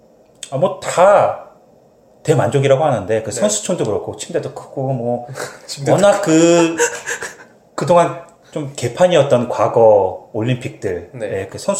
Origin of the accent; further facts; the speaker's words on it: South Korea; 저도 아무래도 한국 사람이다